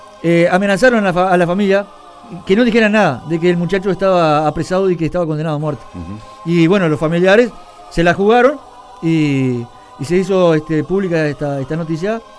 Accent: Uruguay; Yo soy uruguayo, pero los demás no me importan.

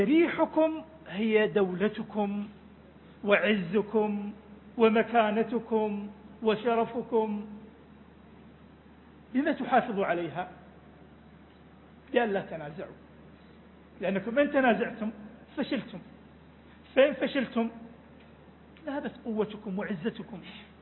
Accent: Iraq; إلى منطقتنا، إلى بلدنا العراق

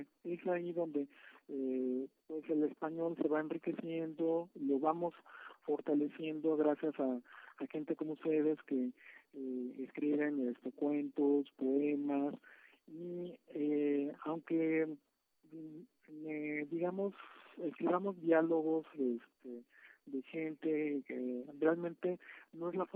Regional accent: Mexico; first language Spanish

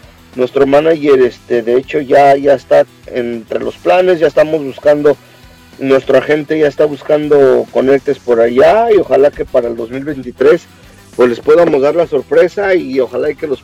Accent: California, United States; de donde nosotros somos, de Orange County, nos queda a 2 horas, así que a 2 horas de México está este lugar

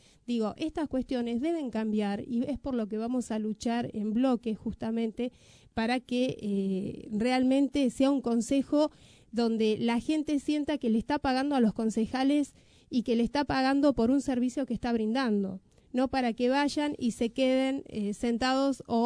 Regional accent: Merlo, Buenos Aires Province, Argentina; te digo, vengo de Merlo

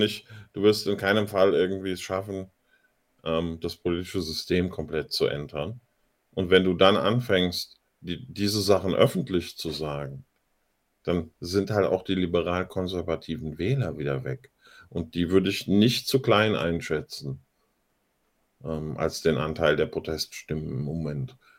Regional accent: Germany; Aber das ist doch mein Heimatland. Ich bin doch in der Bundesrepublik aufgewachsen. Ich bin in diesem System aufgewachsen.

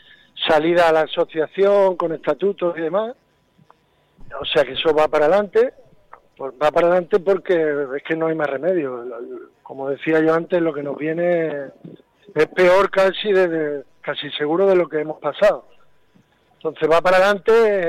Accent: Andalusia, Spain; Yo soy de Andalucía, estuve ahora hace unas semanas por allí viendo a la familia y demás. En Andalucía, que es muy rural, es muy rural

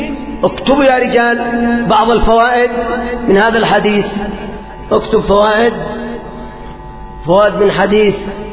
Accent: Yemen; مثلا عندنا في اليمن كم أموال أخذت ورحلت إلى أوروبا وإلى بلاد الغرب

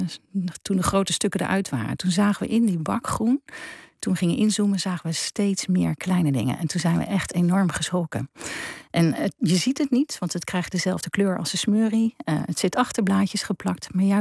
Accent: Leiden, South Holland, Netherlands; ik kom uit Leiden en daar hadden we 3 oktober.

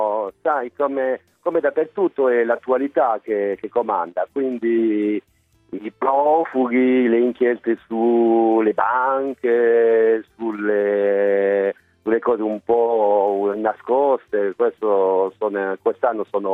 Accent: France; Io sono francese, ma i miei genitori sono italiani.

